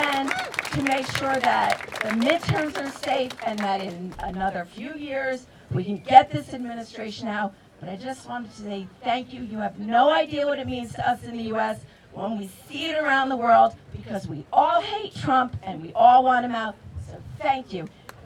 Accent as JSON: {"language": "English", "country": "United States", "said": "I'm from the United States. I'm on vacation."}